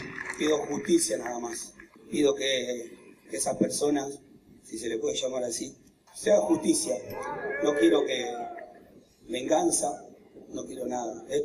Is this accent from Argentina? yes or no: yes; Florencio Varela, Buenos Aires Province, Argentina; Y yo soy de Varela